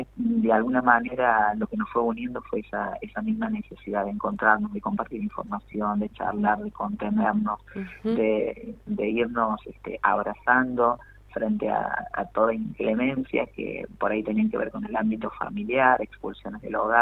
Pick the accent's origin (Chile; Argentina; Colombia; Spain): Argentina; Villa Dolores, Córdoba; moved away as an adult; Yo soy de Villa Dolores, en realidad, de Tras la Sierra, donde fui hace muchísimos años. Tengo 45, así que ya está madurada la cosa en un montón de sentidos y de caminos, y yo recuerdo haberme ido de mi pago, detrás de la Sierra Hermosa